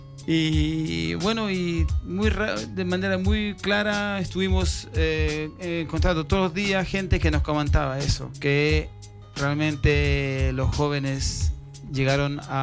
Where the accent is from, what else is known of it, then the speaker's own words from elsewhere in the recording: France; Spanish is a second language; yo nunca he sentido, por ejemplo, en mi país, en Francia